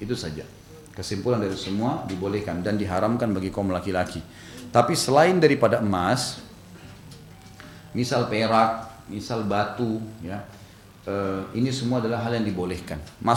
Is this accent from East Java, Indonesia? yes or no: no; South Sulawesi, Indonesia; born there